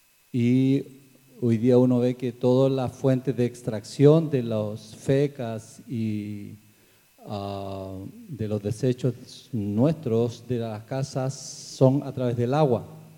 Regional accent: Carahue, Araucanía, Chile; Soy de Carahue, del territorio de San Colico, que también nosotros tenemos un basural allí. Son comunidades mapuches que estamos alrededor de Carahue.

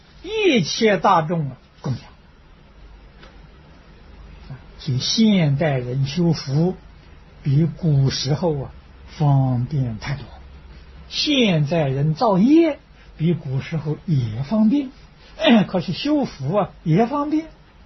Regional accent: China; 与我们中国人特别有缘分

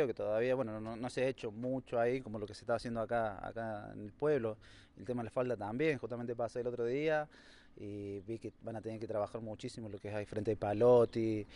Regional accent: Huerta, Argentina; yo nací en Huerta y hace 6, 7 años que me vine acá a Yardino. Pero he sido más de Yardino porque tengo prácticamente las raíces acá.

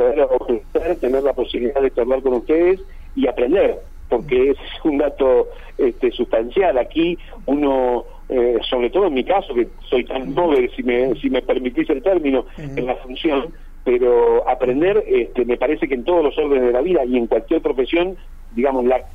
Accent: Buenos Aires Province, Argentina; now in General Roca, Argentina; No, yo soy de Buenos Aires.

